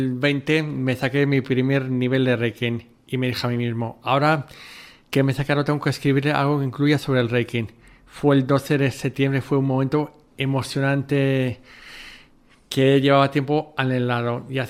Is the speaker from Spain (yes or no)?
yes; Madrid, Community of Madrid, Spain; De pequeño yo vivía en Madrid con mis padres y venía el mes de julio a casa de mis abuelos en Salamanca.